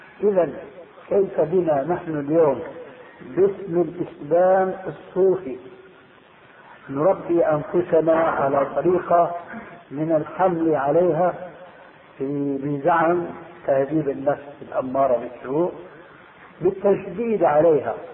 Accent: Syria; تلقفها بعض العامة عندنا في سوريا

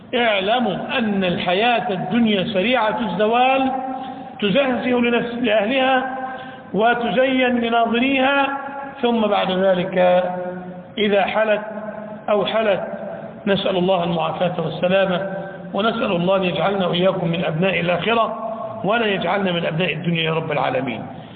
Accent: Egypt; إمام بلادنا مصر رحمة الله عليه

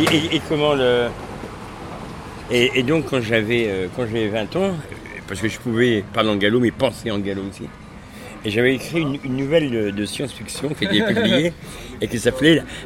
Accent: Brittany, France; donc je suis de Haute-Bretagne. On parle non pas le breton, mais le gallo, qui est un dialecte, une langue.

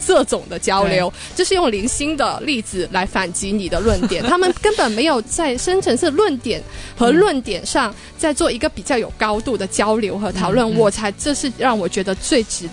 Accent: Hong Kong; 我自己作为一个香港人

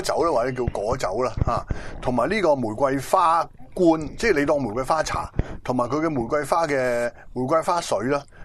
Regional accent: Hong Kong; 今日我希望我哋香港人能夠再有一個奇蹟，再做出嚟。

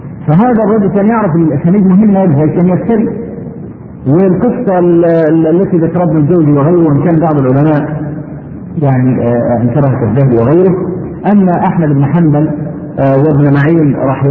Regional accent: Egypt; عندنا في مصر

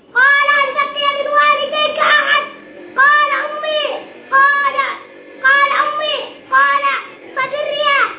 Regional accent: Yemen; اللهم احفظ بلادنا اليمن، اللهم احفظ بلادنا اليمن يا رب العالمين

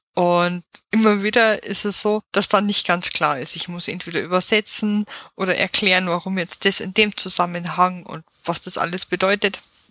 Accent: Bavaria, Germany; Diese Widersprüchlichkeit macht für mich persönlich natürlich auch den Charme meiner Heimat aus. Und das wird uns auch noch ganz oft bei vielen Themen begegnen, denn Bayern ist manchmal wirklich nicht mit sich selber einig.

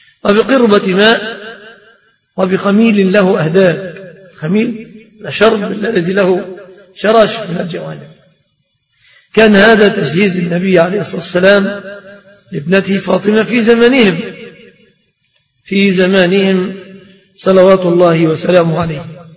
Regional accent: Egypt; في الصداق في بلادنا مصر في الغالب متمثل في ثلاثة أشياء

